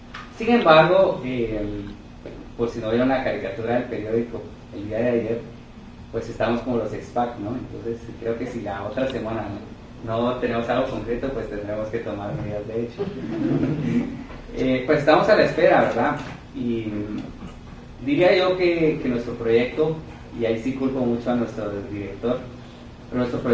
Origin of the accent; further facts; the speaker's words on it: Guatemala; Lo cual a mí, como guatemalteco, pues siempre me mantiene intranquilo el tener que depender tanto del extranjero